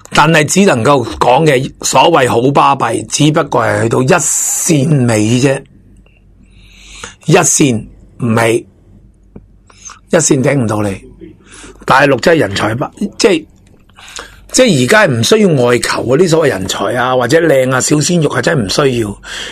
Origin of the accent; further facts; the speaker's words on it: Hong Kong; 我哋香港人好多系喺大陆落嚟嘅，好多屋企有啲亲戚嘅年纪大啦，好似我哋呢啲年纪大啦，咁仲有啲亲戚喺度